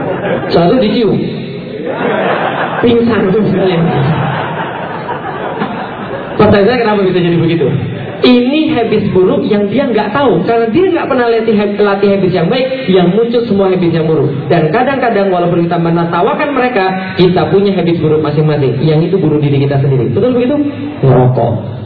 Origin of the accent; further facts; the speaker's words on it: Palembang, South Sumatra, Indonesia; moved away; also born or lived in Jakarta / Bogor; saya aslinya Palembang, pindah ke Jakarta. Dari Jakarta suruh kuliah ke Bogor.